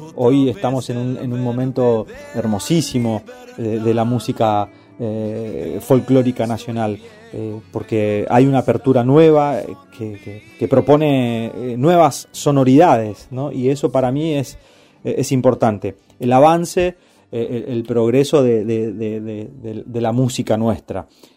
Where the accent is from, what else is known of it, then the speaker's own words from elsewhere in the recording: Santo Tomé, Corrientes, Argentina; yo había hecho uno para Santo Tomé, ya mi pueblo, hace varios años